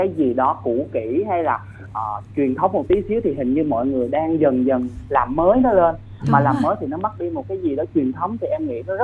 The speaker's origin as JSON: {"language": "Vietnamese", "region": "Sóc Trăng", "country": "Vietnam", "tie": "born or raised there", "lives_now": "Vũng Tàu, Vietnam", "said": "Hiện tại thì em đang làm việc và ở thành phố Vũng Tàu, còn nhân quê em thì ở Sóc Trăng"}